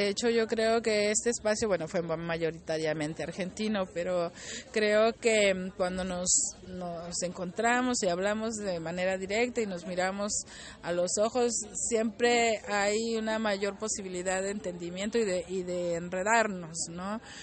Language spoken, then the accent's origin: Spanish; Mexico; vengo de México